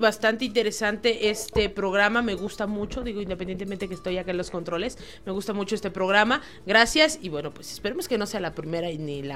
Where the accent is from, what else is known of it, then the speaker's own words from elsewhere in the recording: Mexico; forman parte de nuestra historia como mexicanos.